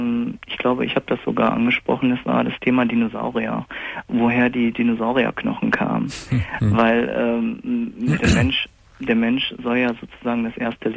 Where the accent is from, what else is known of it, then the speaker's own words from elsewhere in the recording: Germany; Bin hier in Deutschland aufgewachsen, in einer muslimischen Familie.